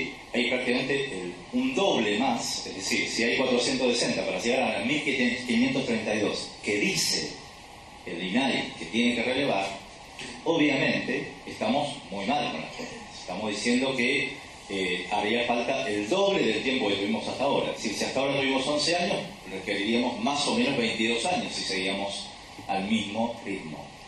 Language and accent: Spanish; Río Negro, Argentina; also born or lived in Bariloche; Río Negro, la provincia de donde yo vengo, también viví muchos años en Bariloche